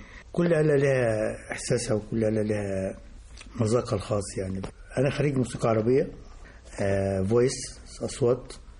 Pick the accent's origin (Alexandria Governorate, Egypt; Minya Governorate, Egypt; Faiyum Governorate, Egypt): Faiyum Governorate, Egypt; Faiyum; كان عندنا في البلد، احنا انا من الفيوم